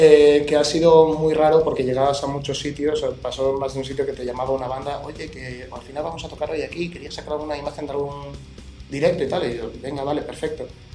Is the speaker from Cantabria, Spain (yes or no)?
yes; Torrelavega, Cantabria, Spain; O sea, soy de Torrelavega y me estás llamando de Madrid.